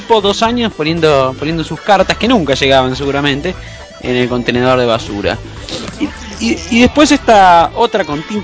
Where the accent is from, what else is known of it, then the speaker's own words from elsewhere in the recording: Rosario, Santa Fe, Argentina; Y que sucede esta noticia insólita en mi ciudad natal, que es Rosario, ¿no?